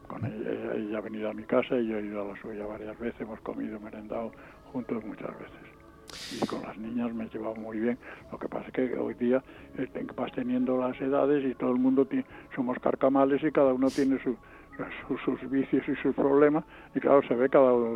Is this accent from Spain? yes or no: yes; Spain; yo me siento muy español, muy clarito, y desde luego en mí no va a haber nunca ni mentira ni traición a mis Españas.